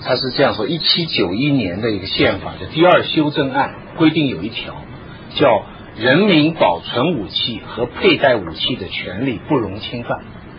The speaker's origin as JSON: {"language": "Chinese", "country": "China", "also_born_or_lived": "United States", "said": "这个观念作为我也在美国生活过，作为一个中国人我完全不能理解"}